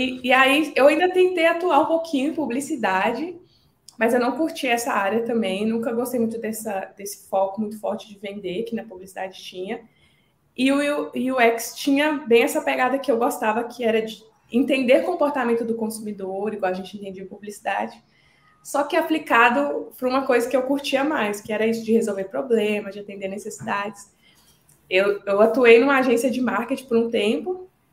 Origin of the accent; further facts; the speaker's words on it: Coronel Fabriciano, Minas Gerais, Brazil; eu sou mineira, nasci e cresci em Coronel Fabriciano, que é uma cidadezinha no interior de Minas Gerais. Eu morei lá um bom tempo da minha vida.